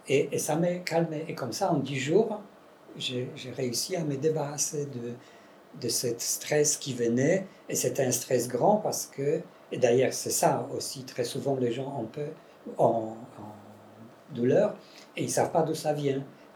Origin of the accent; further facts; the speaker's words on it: Poland; accent: Polish; French is a second language; il y a un accent polonais aussi dedans. Comme je suis polonais, pardon.